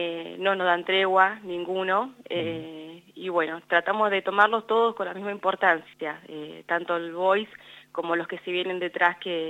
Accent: Bahía Blanca, Buenos Aires Province, Argentina; also born or lived in United States; now in La Pampa, Argentina; yo juego al fútbol hace 23 años, tengo 32. Yo mi primer pelota la toqué a los 8 años, yo soy de Bahía Blanca.

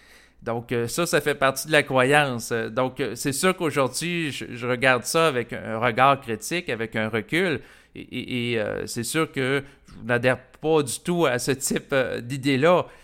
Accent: Quebec, Canada; je suis un Québécois qui a grandi dans une culture canadienne-française où les gens étaient à majorité catholiques.

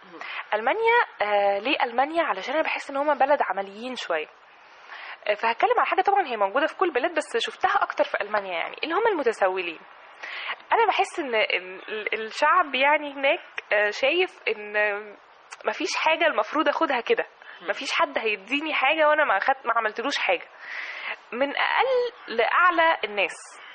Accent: Egypt; إحنا محتاجين الفنانين التشكيليين وفنانين العمارة عندنا في مصر

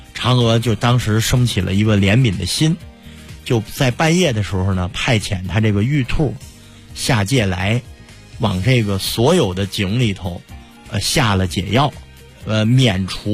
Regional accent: Beijing, China; 我们北京话叫月供码

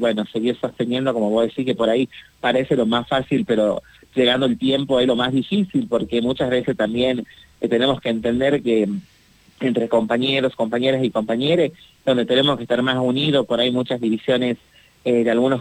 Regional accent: Tafí del Valle, Tucumán, Argentina; que yo soy acá de Tafí del Valle

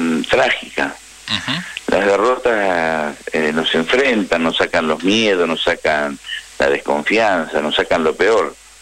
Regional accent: Río Negro, Argentina; Yo soy de Río Negro.

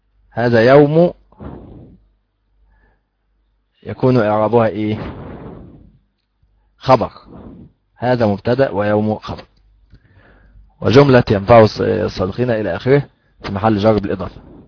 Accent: Upper Egypt, Egypt; وأيضا عندنا في الصعيد يقولون عشي

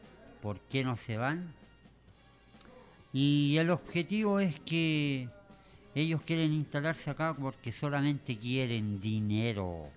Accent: San Miguel, Santiago Metropolitan Region, Chile; Igual que yo también vengo de San Miguel

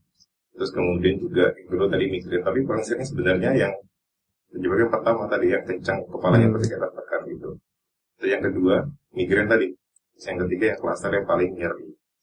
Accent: Tarakan, North Kalimantan, Indonesia; born there; now in Yogyakarta, Indonesia; Kalau saya agak Was ya, dari Bapak Ibu asli Temanggung. Jadi saya dulu lahir di Kalimantan.

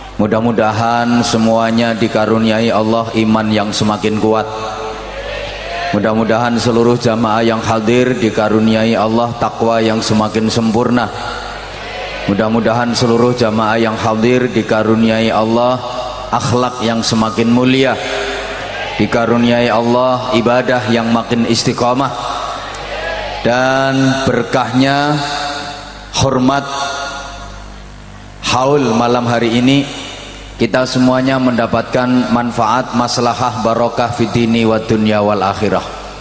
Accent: Bojonegoro, East Java, Indonesia; Kalau dalam bahasa daerah saya, Bojonegoro mriko dipun wastani to be excellent.

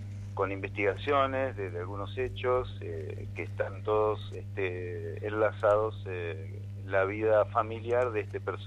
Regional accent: Berisso, Buenos Aires Province, Argentina; now in Berazategui, Argentina; la zona donde vivo yo, acá en Espeleta, Berazategui, también en Berisso, porque yo soy de Berisso, nací ahí.

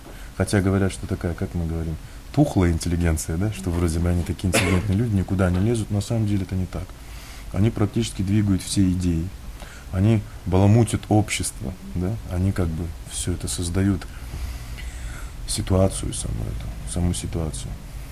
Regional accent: Buryatia, Russia; Я один в семье. Но так или иначе, я вырос в Бурятии, и Бурятия является центром буддизма в России.

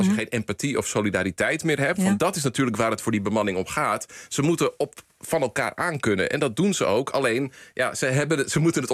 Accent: Netherlands; ga ik even on the record als Nederlandse, een Nederlands-Amerikaanse filmwetenschapper.

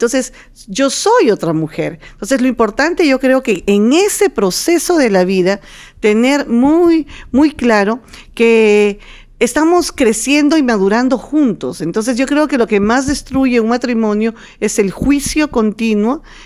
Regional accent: Peru; Y somos peruanos

